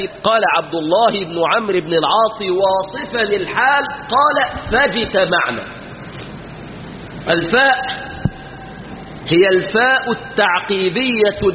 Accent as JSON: {"language": "Arabic", "country": "Egypt", "said": "في بلادنا مصر"}